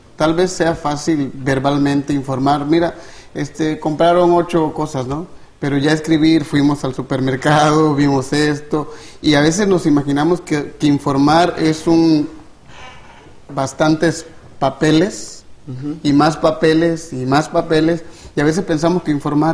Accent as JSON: {"language": "Spanish", "region": "Tabasco", "country": "Mexico", "tie": "born or raised there", "said": "soy originario de Tabasco"}